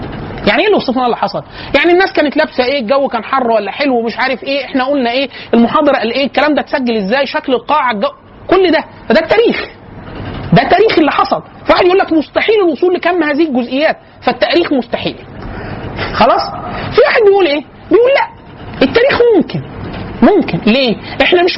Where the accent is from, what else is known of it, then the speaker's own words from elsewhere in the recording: Egypt; فقلت له انا من مصر